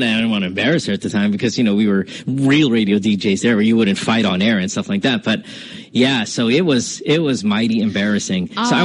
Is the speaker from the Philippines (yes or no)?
yes; Philippines; But, you know, and we're from the Philippines where durian is a very popular fruit.